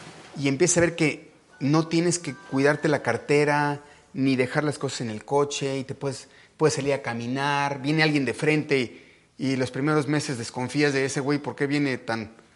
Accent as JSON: {"language": "Spanish", "country": "Mexico", "said": "no sabes cómo me dolió como mexicano"}